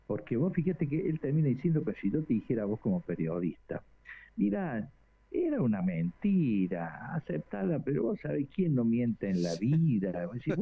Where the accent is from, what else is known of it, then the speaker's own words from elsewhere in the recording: Córdoba, Argentina; Ayer me ha dado vergüenza ajena, como abogado y como cordobés